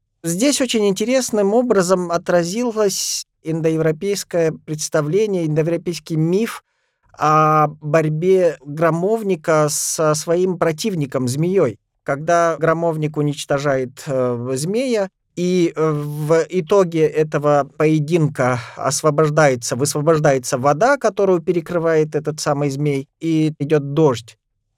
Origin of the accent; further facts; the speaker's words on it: Russia; И я рос в Ногайской степи, хоть это были какие-то советские атеистические времена